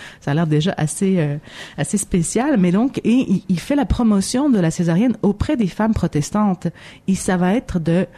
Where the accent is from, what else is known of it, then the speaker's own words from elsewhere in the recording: Kabylie, Algeria; moi, je suis originaire d'Algérie, puis en Kabylie